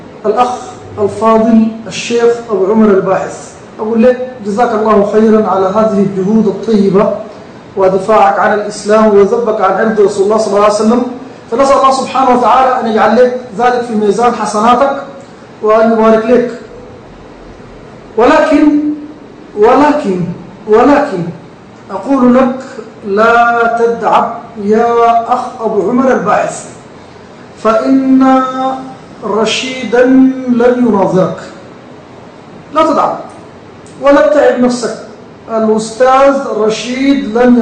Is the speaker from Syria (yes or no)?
no; Sudan; ولا تحتاج إلى قراءة أو إلى درس عصر كما يقال عندنا في السودان